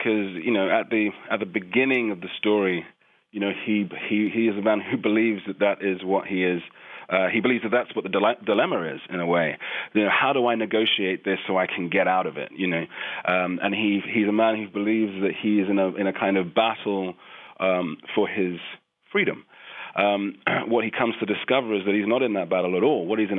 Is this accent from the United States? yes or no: no; London, United Kingdom; growing up in London